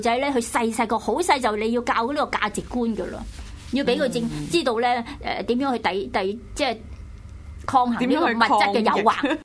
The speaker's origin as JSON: {"language": "Cantonese", "town": "Chaozhou", "region": "Guangdong", "country": "China", "said": "我覺得我哋以前嗰個年代，我哋潮州人咧就好慳嘅"}